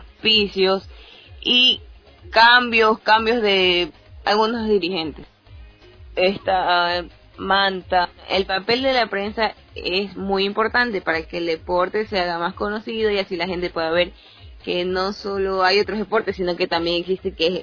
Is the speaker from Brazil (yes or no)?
yes; Brazil; tengo 20 años, soy brasileña